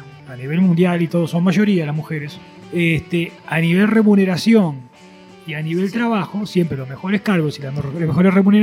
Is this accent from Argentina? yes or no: no; Uruguay; now in Venezuela; Sí, yo recién llegado a Venezuela hace 6 años. Una de las cosas que más me chocó culturalmente, digo, yo soy uruguayo